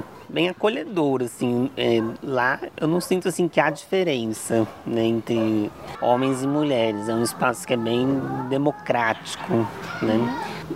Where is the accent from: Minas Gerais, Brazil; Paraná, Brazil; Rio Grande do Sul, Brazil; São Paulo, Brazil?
São Paulo, Brazil; E eu também sou do interior de São Paulo